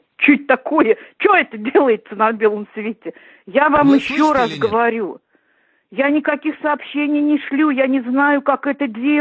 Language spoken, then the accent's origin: Russian; Russia; Я русская, я родилась в России. И здесь всю жизнь прожила. Я никогда еврейкой я не была.